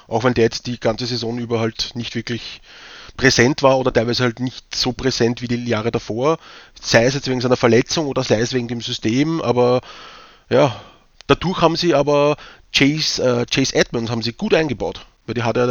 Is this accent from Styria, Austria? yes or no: no; Vienna, Austria; accent: Viennese; wenn sie mich verstehen mit meinem Wiener Dialekt